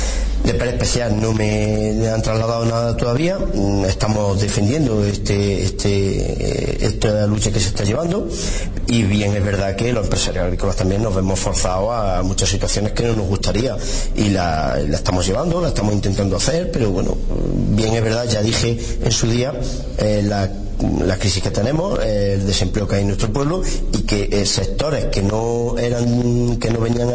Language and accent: Spanish; Jódar, Andalusia, Spain; born there; nací en Jodar, trabajo en Jodar y tengo empresa agraria en Jodar